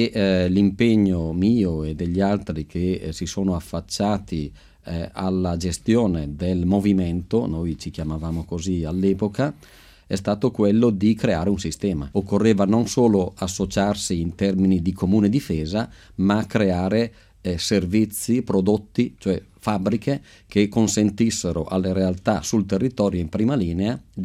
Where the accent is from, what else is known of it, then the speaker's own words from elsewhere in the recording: Montichiari, Lombardy, Italy; sono un bresciano di confine. Montichiari confina con la provincia di Brescia, quindi Castiglione delle Stiviere.